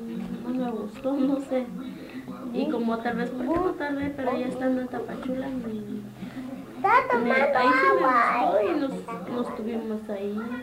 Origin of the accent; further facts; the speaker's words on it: Guatemala; now in United States; Tengo casi 6 años de estar aquí en Estados Unidos. Tengo los 2 bebés, son nacidos de aquí. Me vine de Guatemala en el 93.